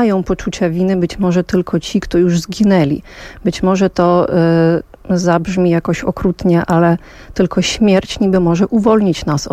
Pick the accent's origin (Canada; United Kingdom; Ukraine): Ukraine; Vinnytsia Oblast; Ja natomiast dorastałam w obwodzie winnickim, który jest na południowy zachód od Kijowa, mniej więcej 2,5 godziny.